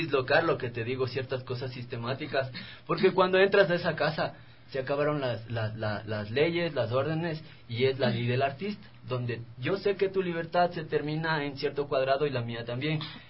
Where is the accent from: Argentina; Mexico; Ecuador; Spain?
Ecuador; Calderón, Pichincha; Yo vengo de Calderón, por ejemplo.